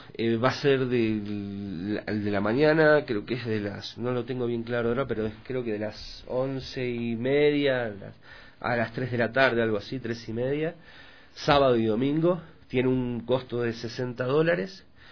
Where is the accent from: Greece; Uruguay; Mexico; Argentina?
Argentina; Yo vengo de Argentina y comemos mucha carne, ¿no?